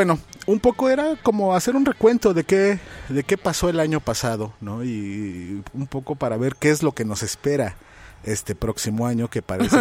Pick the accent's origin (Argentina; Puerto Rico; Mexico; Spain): Mexico; Mexico City; A toda la banda que vive en el DF. Es que soy ciudadano del DF.